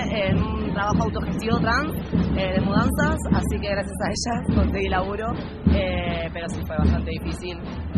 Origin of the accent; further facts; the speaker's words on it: Buenos Aires Province, Argentina; Yo soy de zona oeste, de Villa Cutreaba.